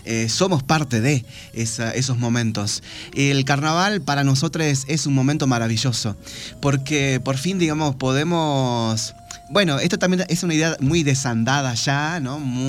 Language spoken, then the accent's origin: Spanish; Tartagal, Salta, Argentina; born there; en las comunidades que circundan la ciudad donde yo nací, en Tartagal.